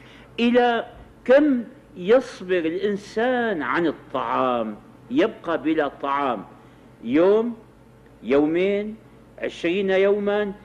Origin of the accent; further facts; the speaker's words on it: Damascus, Syria; جربها ناس كثيرون عندنا في الشام